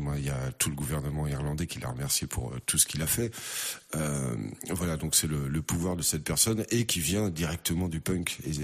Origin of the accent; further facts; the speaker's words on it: Tours, Centre-Val de Loire, France; now in Orléans, France; j'ai 50 ans, je suis musicien. À la base, je suis de Tours, je suis arrivé à Orléans il y a une quinzaine d'années.